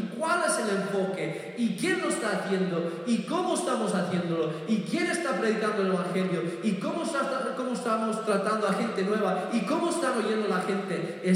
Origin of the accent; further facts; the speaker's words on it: Burgos, Castile and León, Spain; me crié en Burgos y Burgos tiene la mejor morcilla de toda España.